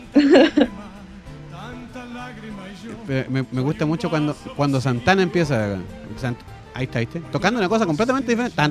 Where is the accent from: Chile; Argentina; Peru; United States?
Chile; nos criamos pensando en Chile